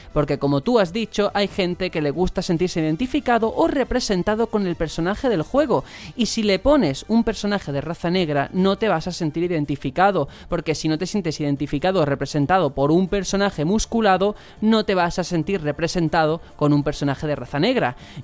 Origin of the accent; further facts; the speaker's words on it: Andalusia, Spain; esto es igual que cuando sale en televisión y tiro para mi tierra un andaluz y hace o de chacha o de persona marginada.